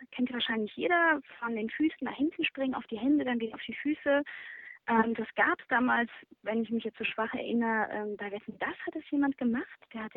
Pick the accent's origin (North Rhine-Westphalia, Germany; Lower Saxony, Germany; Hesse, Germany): North Rhine-Westphalia, Germany; Essen; Groß geworden in Essen, dann wie alle anderen auch zur Schule gegangen